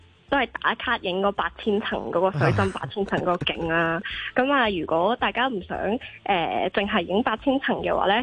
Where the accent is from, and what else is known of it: Hong Kong